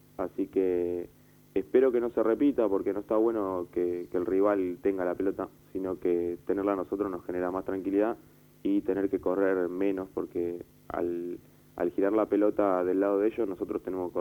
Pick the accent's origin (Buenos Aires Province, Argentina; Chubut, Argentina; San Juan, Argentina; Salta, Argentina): Buenos Aires Province, Argentina; Barracas; Yo me crié en Barracas, vivo a una cuadra del club